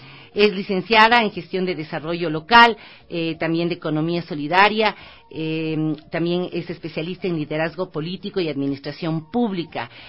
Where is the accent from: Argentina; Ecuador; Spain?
Ecuador; lo que queremos como seres humanos, lo que queremos como ecuatorianos